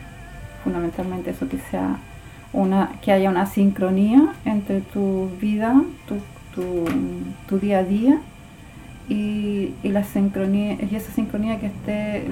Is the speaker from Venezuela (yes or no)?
no; Santiago, Santiago Metropolitan, Chile; also born or lived in Valdivia; nací en Valdivia, pero la vida de mis padres se tejió para Santiago. Entonces ahí hice después mis estudios, me casé, hice familia, mis hijos. Pero siempre vinculada a Valdivia